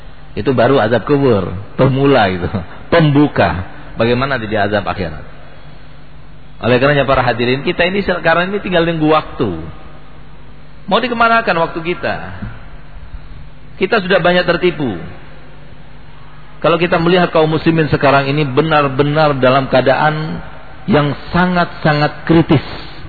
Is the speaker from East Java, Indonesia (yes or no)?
yes; East Java, Indonesia; Tapi yang Madura jangan tersinggung karena saya sendiri Madura.